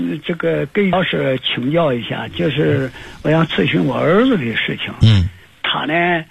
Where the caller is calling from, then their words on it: Nanjing, Jiangsu, China; 我是南京的